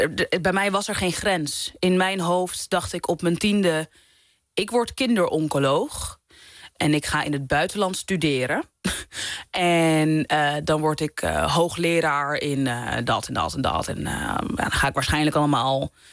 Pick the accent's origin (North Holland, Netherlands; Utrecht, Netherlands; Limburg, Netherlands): North Holland, Netherlands; Amsterdam; omdat ik uit de Bijlmer kom, dat ik daardoor echt een hele grote berg aan rijkdom heb die heel veel andere mensen niet hebben